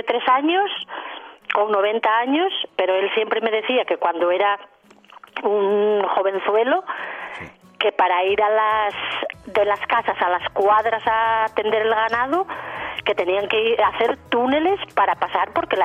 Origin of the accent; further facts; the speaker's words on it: Oseja de Sajambre, Castile and León, Spain; now in Oviedo, Spain; yo vivo en Oviedo, pero soy de Oseja de Sajambre.